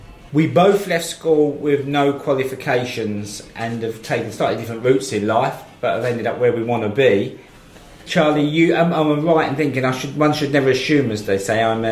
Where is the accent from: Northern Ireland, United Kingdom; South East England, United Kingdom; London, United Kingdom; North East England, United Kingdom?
London, United Kingdom; And I'd always sort of blame that on my background, growing up in the East End, where education's not considered that important.